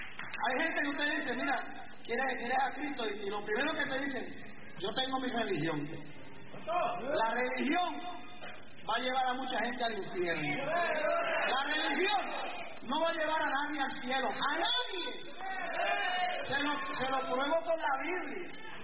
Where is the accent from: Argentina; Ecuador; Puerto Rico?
Puerto Rico; Yo soy puertorriqueño, ciudadano americano desde el nacimiento, pero soy latino.